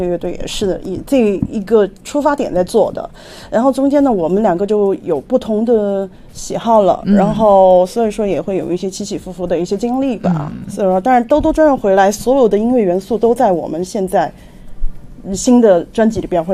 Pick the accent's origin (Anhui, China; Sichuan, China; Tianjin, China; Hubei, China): Sichuan, China; Xichang; 你知道我是来自凉山州的西昌